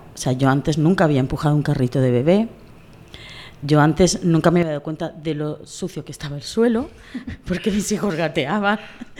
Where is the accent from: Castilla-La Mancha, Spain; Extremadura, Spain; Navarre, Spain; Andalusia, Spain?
Navarre, Spain; Pamplona; also born or lived in Cartagena; now in Murcia, Spain; Claro, yo vivía en Pamplona. O sea, yo nací en Cartagena, pero desde muy pequeña me fui fuera de Cartagena y me he criado, la mayor parte de mi infancia me he criado en Pamplona.